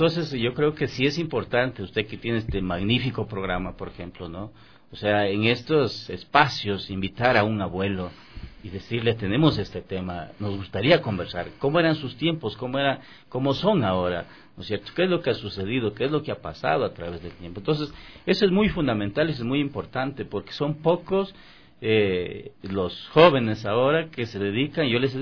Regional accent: Vilcabamba, Loja, Ecuador; yo en mi tierra, yo soy de Vilcabamba, yo soy de Loja, ¿no? Entonces, por ejemplo, allá nosotros hacíamos eso, salíamos por el barrio, porque yo vengo de Viena, o sea, de Viena adentro, no soy de la ciudad.

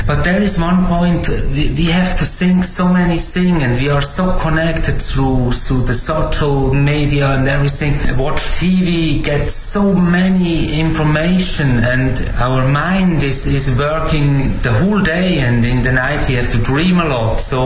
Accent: Switzerland; English is a second language; now in China; from Switzerland. Stay now 5 years in China.

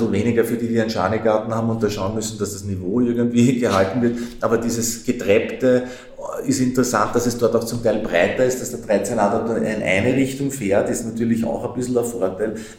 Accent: Vienna, Austria; Als Wiener ist man das ja gewohnt, über Bezirksgrenzen hinweg zu wohnen

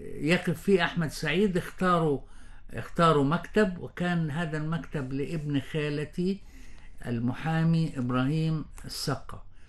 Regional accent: Palestine; أنا صحيح فلسطيني الجنسية، فلسطيني الهوية، ولكن مصري الهوى.

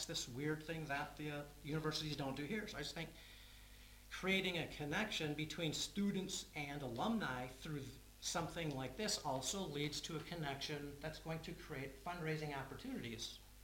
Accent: United States; now in Berlin, Germany; I grew up in America where everybody is just inherently raised.

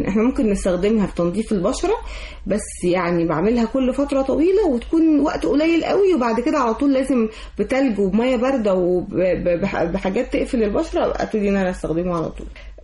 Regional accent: Egypt; واحنا كمصريين اول ناس طلعنا

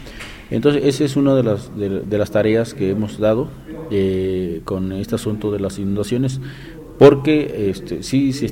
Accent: Tabasco, Mexico; soy de Tabasco.

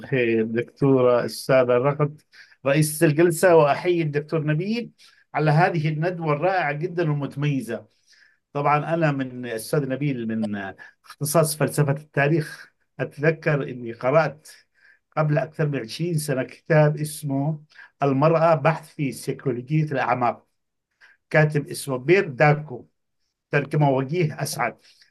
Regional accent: Yemen; أنا طبعا من اليمن لاحظت انتشار السحر

